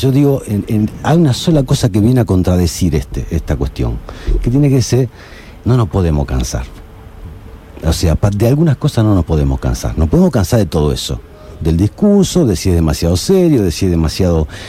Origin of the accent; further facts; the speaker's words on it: Argentina; ¿viste cómo somos de Argentina?